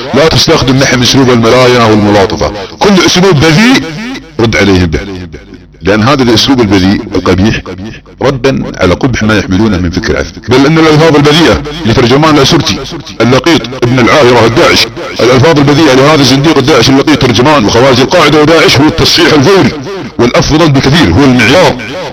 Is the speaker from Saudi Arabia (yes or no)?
yes; Saudi Arabia; accent: Saudi; على لهجتنا السعودية